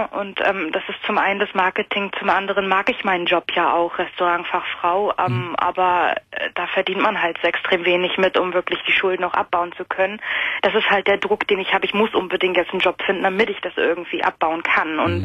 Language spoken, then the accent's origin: German; Mecklenburg-Vorpommern, Germany; moved away as an adult; Ich bin halt damals fürs Erststudium nach Hamburg gegangen. Ich komme eigentlich aus Mecklenburg-Vorpommern.